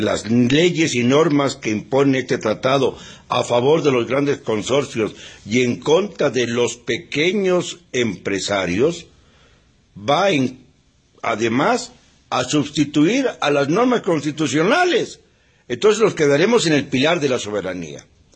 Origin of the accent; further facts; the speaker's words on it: Mexico; le diré cuando menos, como mexicano